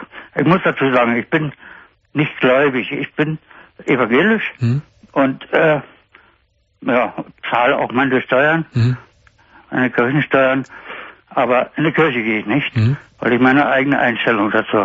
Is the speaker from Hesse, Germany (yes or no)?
no; Berlin, Germany; now in Baden-Württemberg, Germany; Ich bin ja auch Berliner. Nur dann eben nach Baden-Württemberg gegangen, weil ich so da hatte.